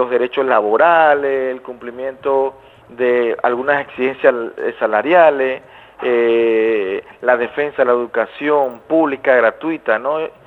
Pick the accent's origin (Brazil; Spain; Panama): Panama; hemos estado aquí en Costa Rica en los últimos tiempos dándole cobertura a esto, pese a que nosotros somos de Panamá